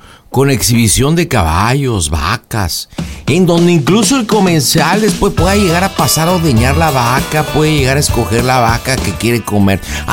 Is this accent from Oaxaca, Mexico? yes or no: no; Monterrey, Nuevo León, Mexico; No, yo soy de botas, pero yo soy de Monterrey.